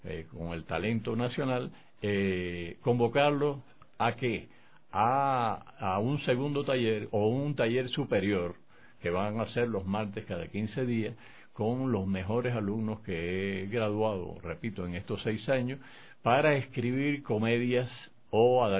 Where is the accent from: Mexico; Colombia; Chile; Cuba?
Cuba; Matanzas; Pero mi pueblo, un pequeño pueblo de la provincia de Matanzas en Cuba, llegó un sacerdote canadiense